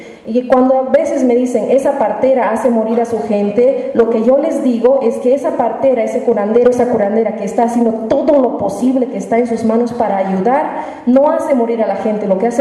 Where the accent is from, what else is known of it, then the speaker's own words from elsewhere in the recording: Bolivia; mi Bolivia es mayoritariamente indígena